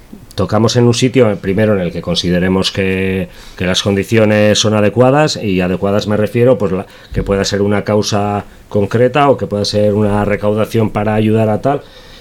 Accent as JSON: {"language": "Spanish", "town": "Basauri", "region": "Basque Country", "country": "Spain", "said": "O sea, nosotros somos de Basauri."}